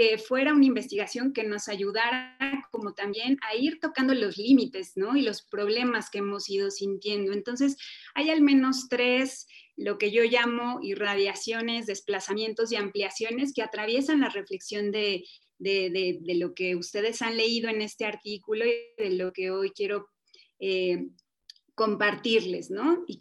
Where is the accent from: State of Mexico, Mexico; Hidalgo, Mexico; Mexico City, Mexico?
Mexico City, Mexico; en la Ciudad de México, donde yo nací, donde viví muchos años de mi vida